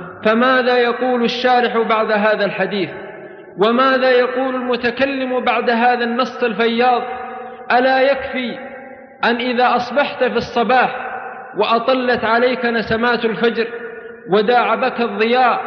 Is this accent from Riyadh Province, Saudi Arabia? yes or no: no; Abha, Asir, Saudi Arabia; also born or lived in Balqarn; بل أخوكم في الله … من مواليد ولاية بلقرن في جنوب المملكة العربية السعودية، وأنا من أهل أبها.